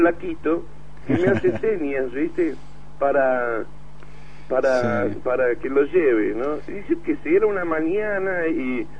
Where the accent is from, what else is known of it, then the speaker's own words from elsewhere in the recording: Argentina; yo le cuento que yo soy un violero argentina